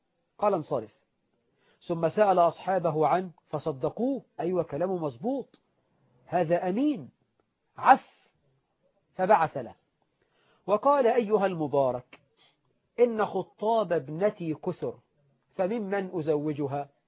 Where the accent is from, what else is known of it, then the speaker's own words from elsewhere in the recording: Egypt; احنا عندنا في مصر على سبيل المثال 9 مليون بنت عانس عدت 35 سنة وهي بلا زوج